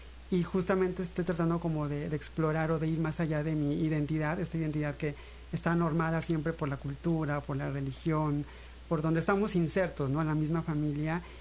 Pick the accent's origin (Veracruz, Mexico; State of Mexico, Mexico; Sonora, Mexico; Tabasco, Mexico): Veracruz, Mexico; Pánuco; Justo Pánuco en el extremo norte, somos ya más tamaulipecos a veces, uh-huh, por esta relación geográfica, que veracruzanos inclusive